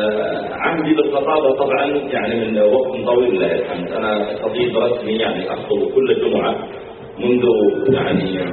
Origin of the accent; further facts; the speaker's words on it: Riyadh, Riyadh Province, Saudi Arabia; هو من أشهر الخطباء عندنا في الرياض